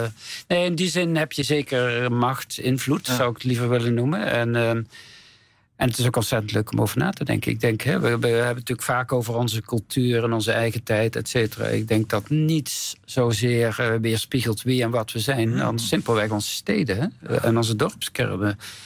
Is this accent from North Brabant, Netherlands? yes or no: yes; North Brabant, Netherlands; Ik kom uit Brabant.